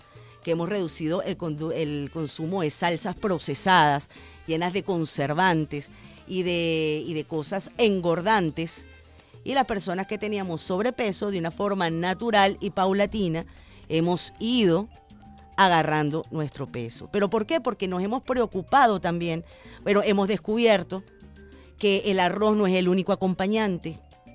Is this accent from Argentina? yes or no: no; Venezuela